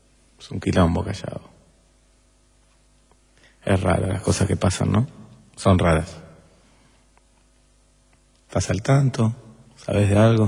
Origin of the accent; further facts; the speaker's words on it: Argentina; Y soy argentino y los argentinos a veces somos así.